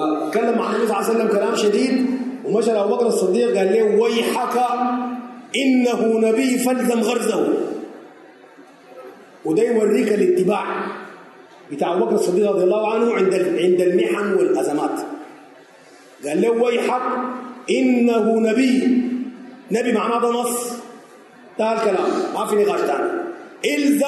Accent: Sudan; زي عندنا في السودان يقول لك

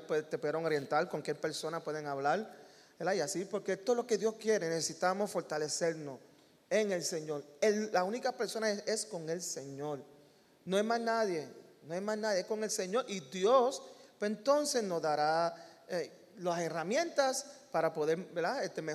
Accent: New York, United States; yo fui criado en Nueva York

